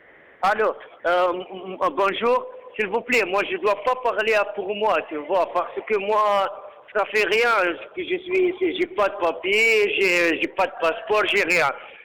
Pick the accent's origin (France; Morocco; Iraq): Iraq; French is a second language; moved away; J'ai quitté mon pays, tu vois. Moi, je venais de l'Irak.